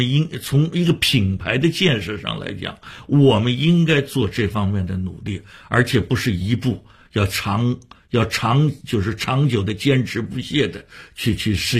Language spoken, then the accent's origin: Chinese; Shanghai, China; 我发现北京人也做过我们上海人的戏啊